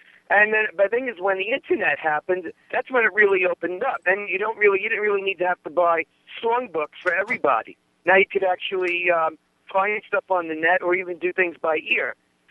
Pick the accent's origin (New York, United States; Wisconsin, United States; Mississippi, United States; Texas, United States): New York, United States; Staten Island; Well, I'm the type of guy, I'm from Staten Island, New York, and I'm Italian-American